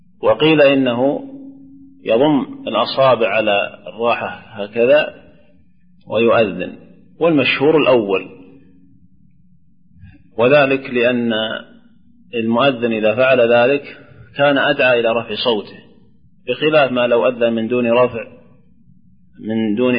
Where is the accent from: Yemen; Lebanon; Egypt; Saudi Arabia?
Saudi Arabia; Najd; لكن لو أذن شمال ولا جنوب عندنا في نجد يصلح